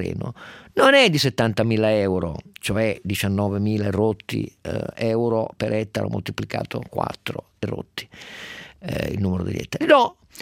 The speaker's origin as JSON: {"language": "Italian", "town": "Turin", "region": "Piedmont", "country": "Italy", "said": "sono torinese, questa storia la conosco da un secolo"}